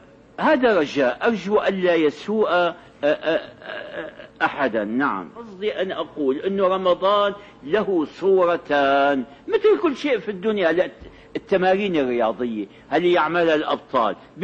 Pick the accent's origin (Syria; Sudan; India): Syria; التراويح هذه كانت عندنا في الشام في أول أمر